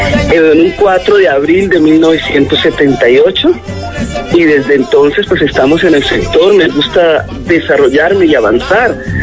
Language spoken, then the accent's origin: Spanish; Condoto, Chocó, Colombia; now in Bogotá, Colombia; Empecé en el arte desde los 4 años de edad en mi pueblo natal, Condoto, departamento del Chocó.